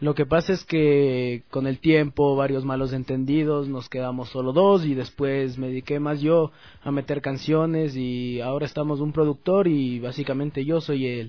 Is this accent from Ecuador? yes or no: yes; Quito, Pichincha, Ecuador; Desde el centro de Quito, del Cumandá.